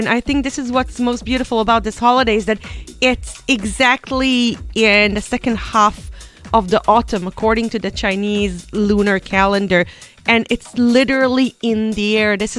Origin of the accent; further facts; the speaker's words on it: Israel; I'm coming from Israel, the land of pomegranate.